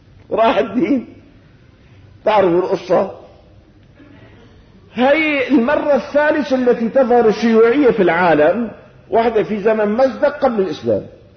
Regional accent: Syria; وان شاء الله بلدنا هي بلدنا سوريا

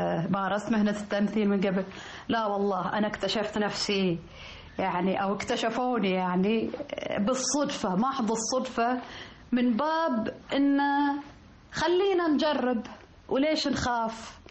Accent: Saudi Arabia; يعني بالذات لأن احنا سعوديين، فيتفاجأ أن أنا أجيد اللهجة المصرية مثل المصريين.

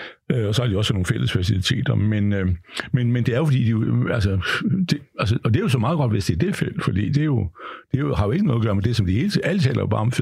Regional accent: Hillerød, Capital Region of Denmark, Denmark; de skal poste ind i det oppe i Hillerød, hvor jeg kommer fra

